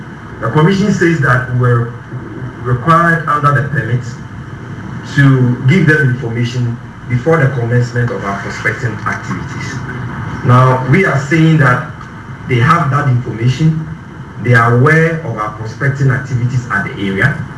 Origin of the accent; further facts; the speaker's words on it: Ghana; we are Ghanaians. We are a Ghanaian company doing legitimate business.